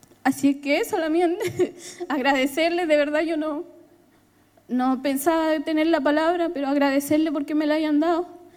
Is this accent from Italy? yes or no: no; Temucuicui, Araucanía, Chile; Me siento orgullosa de ser de Temucuicui, pese a todos los catálogos que le han puesto las prensas, los medios de comunicaciones.